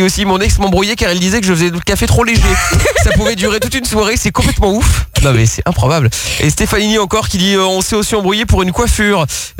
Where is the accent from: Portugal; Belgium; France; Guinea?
Portugal; Parfait, mais je suis portugais, j'aime bien la sardine.